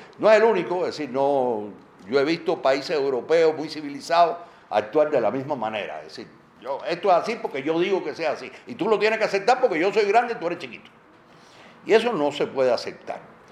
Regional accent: Cuba; a pesar de que soy cubano y era un tema mexicano

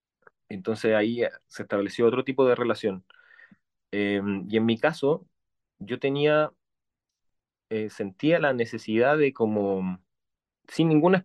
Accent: Chile; Esta historia de nuestra historia reciente como chilenos

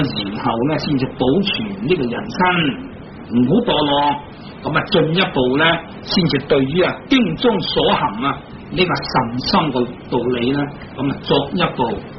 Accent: China; 好似我哋中国人读古文，咁啊读四书、读五经啊

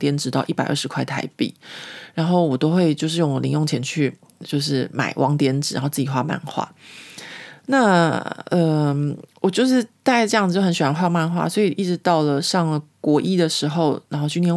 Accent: Taiwan; 已经在我在台湾成长的过程里面，我自己感觉到

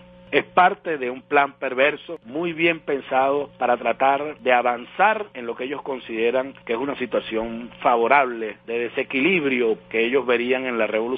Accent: Venezuela; a nosotros nos hizo definitivamente sentirnos orgullosos como venezolanos.

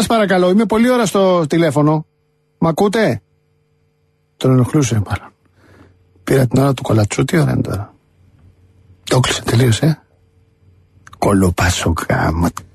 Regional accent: Moudania, Central Macedonia, Greece; Είμαι από τα Μουδανιά.

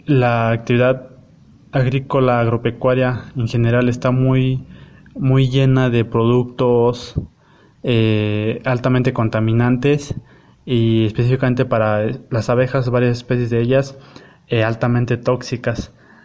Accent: Xochitlán de Flores Magón, Oaxaca, Mexico; Soy del municipio de Los Xochitlán de Flores Magón, en la región cañada del estado de Oaxaca, en la Sierra Mazateca.

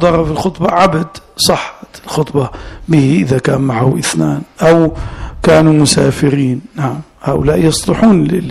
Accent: Najd, Saudi Arabia; وهذا أنا حضرت مرة جمعة في بلادي نجد

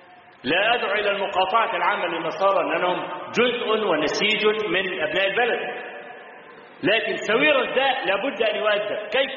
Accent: Egypt; هو موجود عندنا في مصر لحد النهارده

